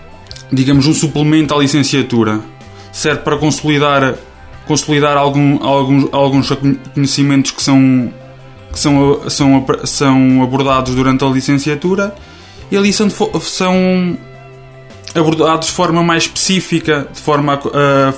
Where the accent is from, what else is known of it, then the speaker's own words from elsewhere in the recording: Pescelada, Coimbra, Portugal; tenho 24 anos e sou de Pescelada. Comecei o meu percurso académico sempre segui em Tábua, até ter chegado ao 12º ano e decidi vir estudar aqui para o Oliveira do Hospital.